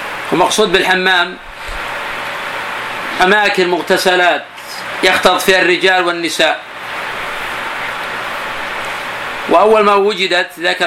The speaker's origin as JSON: {"language": "Arabic", "town": "Buraydah", "region": "Al-Qassim", "country": "Saudi Arabia", "tie": "born or raised there", "said": "الناس عندنا في البلد عندنا في بريدة خاص يسمونه برج"}